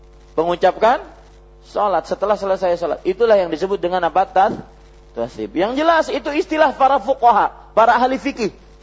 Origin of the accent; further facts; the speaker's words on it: South Kalimantan, Indonesia; biar tahu bahwasanya saya dari Banjar